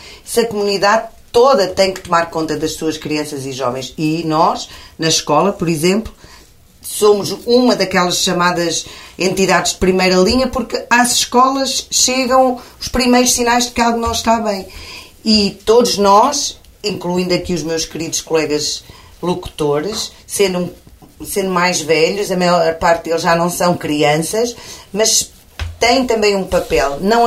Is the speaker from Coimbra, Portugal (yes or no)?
yes; Arganil, Coimbra, Portugal; no Conselho de Arganil, de onde eu sou natural.